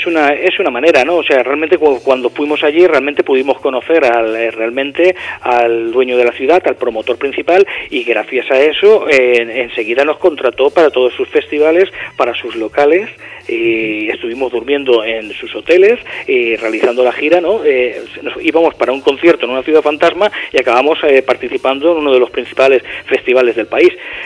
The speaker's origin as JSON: {"language": "Spanish", "country": "Spain", "said": "Creo que somos los primeros españoles que hemos grabado ahí, desde luego."}